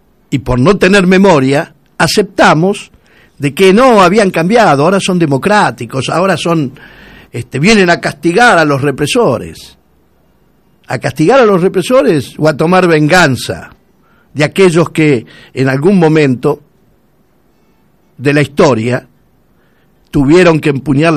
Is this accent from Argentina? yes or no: yes; Argentina; Y yo soy argentino.